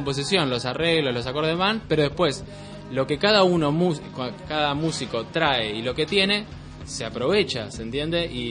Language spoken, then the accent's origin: Spanish; Uruguay; Yo soy de Uruguay.